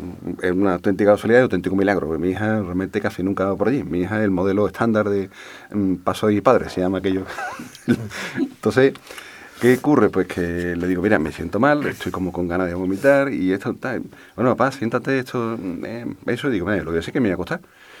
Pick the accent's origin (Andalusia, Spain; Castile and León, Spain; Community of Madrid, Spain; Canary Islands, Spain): Andalusia, Spain; Alcalá de Guadaíra; una discoteca que hubo en mi pueblo, en Alcalá de Guadaira